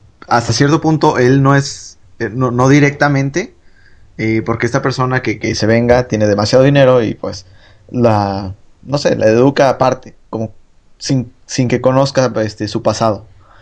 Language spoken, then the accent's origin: Spanish; Mexico; O sea, nosotros somos latinos, somos mexicanos, son europeos, son asiáticos, son chinos, son negros.